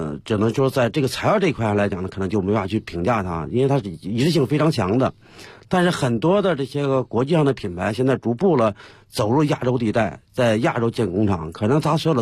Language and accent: Chinese; China